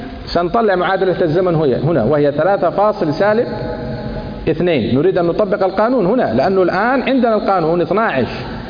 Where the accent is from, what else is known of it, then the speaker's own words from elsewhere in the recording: Sana'a, Sana'a Governorate, Yemen; لأني أنا من صنعاء أصلا